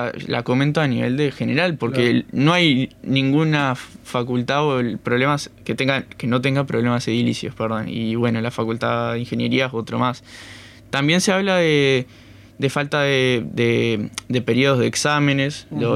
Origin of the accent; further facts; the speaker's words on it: San José, Uruguay; yo que soy de San José, puedo votar en allá